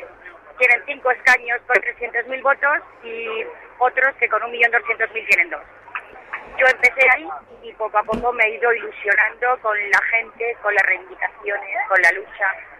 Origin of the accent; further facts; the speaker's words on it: Madrid, Community of Madrid, Spain; Yo soy de Madrid, del barrio de Chamberí, uno de los barrios más reaccionarios y fachas, junto al barrio de Salamanca.